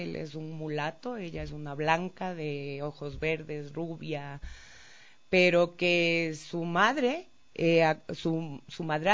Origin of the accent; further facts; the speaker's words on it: Mindo, Pichincha, Ecuador; Yo fui criada en Mindo, en el noroccidente de Pichincha